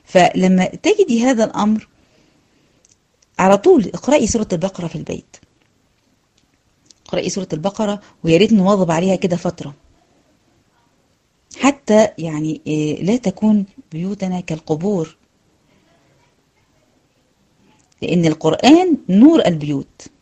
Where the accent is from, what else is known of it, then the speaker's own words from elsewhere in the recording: Egypt; سواء كان بلاد المغرب العربي او عندنا في مصر او في غيرها